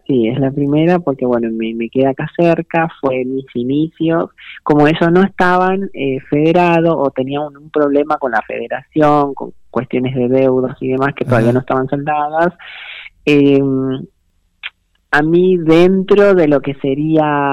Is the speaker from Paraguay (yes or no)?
yes; Paraguay; now in Argentina; la diferencia que existe entre mi país, Paraguay, y Argentina es abismal